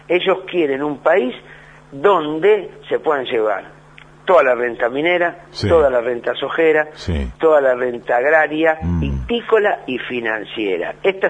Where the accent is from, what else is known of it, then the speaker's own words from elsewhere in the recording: Lanús, Buenos Aires Province, Argentina; Producto de un sueño que vos estabas en el barrio, yo soy de Lanús, en el barrio la seguridad eran los vecinos.